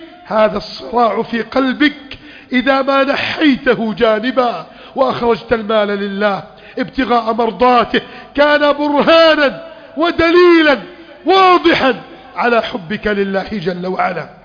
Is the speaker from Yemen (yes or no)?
no; Egypt; اجعل بلدنا مصر أمنا سلاما، سلما سخاء رخاء